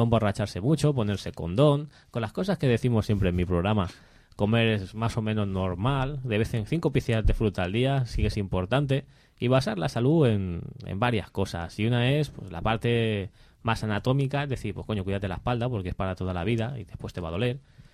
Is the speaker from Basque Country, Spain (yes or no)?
no; Novelda, Valencian Community, Spain; Está en todos lados, en Novelda, en La Romana, yo soy de Novelda